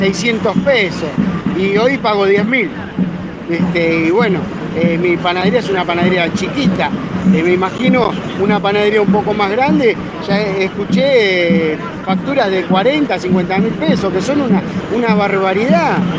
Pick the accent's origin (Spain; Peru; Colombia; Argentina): Argentina; Almirante Brown, Buenos Aires Province; soy panadero de Almirante Brown.